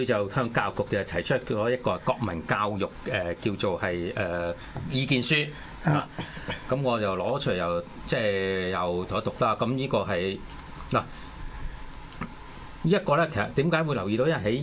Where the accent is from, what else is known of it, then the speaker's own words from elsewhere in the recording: Hong Kong; 係為咗我哋香港人融入呢個一國一制嘅